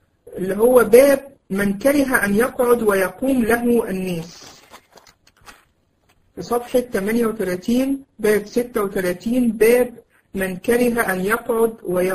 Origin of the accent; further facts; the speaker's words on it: Egypt; ويمكن في زمان عندنا في مصر في الأماكن اللي هي قريبة كانوا يسموها مشربية